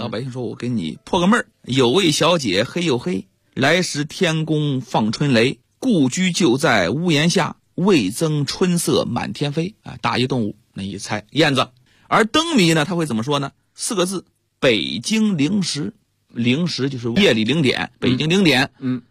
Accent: China; 我们中国人的这个文化水平逐渐提高，

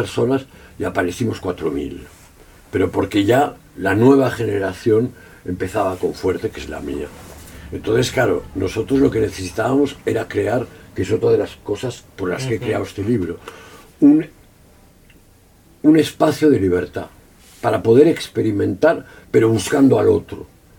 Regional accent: Catalonia, Spain; sí, soy catalán

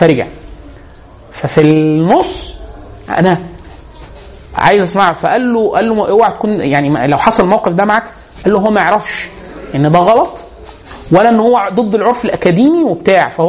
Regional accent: Egypt; عندنا في مصر

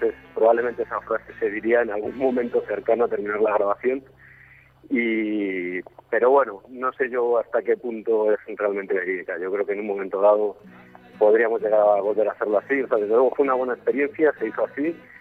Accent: Madrid, Community of Madrid, Spain; tres madrileños y un alemán, que se llama Ur, y que realmente yo somos los madrileños

